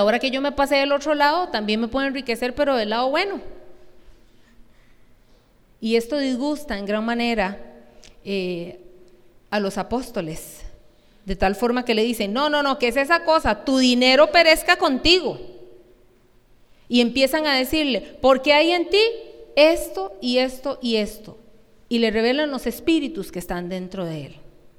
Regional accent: Costa Rica; Yo no quiero estar aquí como una tica linda

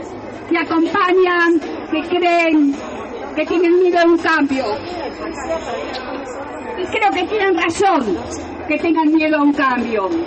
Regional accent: La Plata, Buenos Aires Province, Argentina; en mi ciudad natal, la ciudad de La Plata, fueron 100 compañeros asesinados.

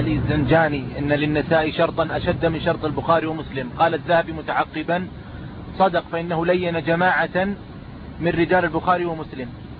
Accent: Riyadh, Riyadh Province, Saudi Arabia; عندنا في الرياض ظهرت ما يسمى بالتفريق

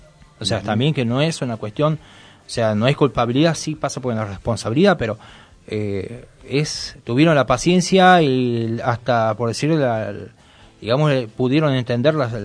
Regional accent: Tucumán, Argentina; now in Moreno, Argentina; Yo que vengo de Tucumán, estamos hablando de la provincia.

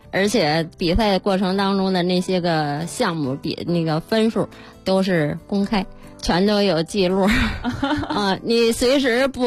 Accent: Sanhe, Hebei, China; 我们是来自三河的在我们三河开展这项活动还比较起步还比较晚而玩的比较少我作为一名教师

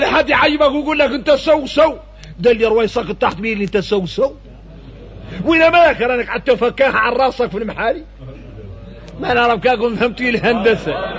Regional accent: Mauritania; ونقوم احنا موريتاني فينا الرق

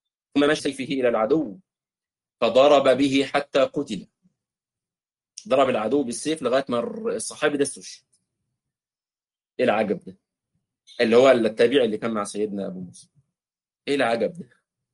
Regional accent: Egypt; ولذلك نجد الاخوه في الخليج وفي عندنا في مصر في مطروح والبدو وفي الاردن

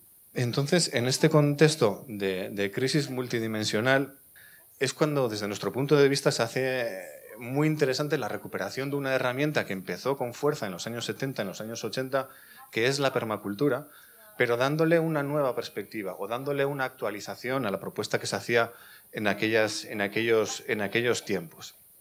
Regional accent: Vitoria-Gasteiz, Basque Country, Spain; Yo vengo de Vitoria-Gasteiz, que es fue hace unos años la Green Capital Europea, un modelo para Europa

